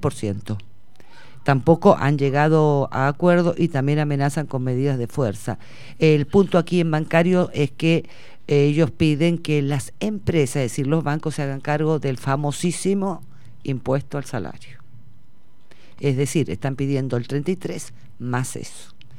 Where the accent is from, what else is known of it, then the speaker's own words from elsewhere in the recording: Buenos Aires, Argentina; nosotros que somos de Parque Patricios, ¿no?